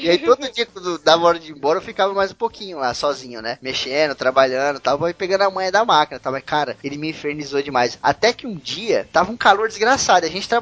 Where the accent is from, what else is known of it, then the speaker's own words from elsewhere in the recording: Osasco, São Paulo, Brazil; Sou paulistano, mas cartucho fala aqui em São Paulo. Eu sou de Osasco, lá só fala cartucho.